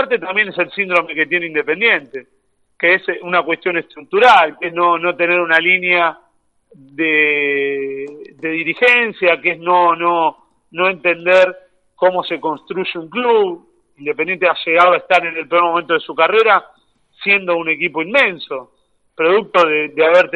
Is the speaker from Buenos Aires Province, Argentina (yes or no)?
yes; Avellaneda, Buenos Aires Province, Argentina; Soy futbolero, nací en Avellaneda, soy de Avellaneda. Fui a un colegio en el que éramos 20 de Racing y 20 de Independiente en el curso.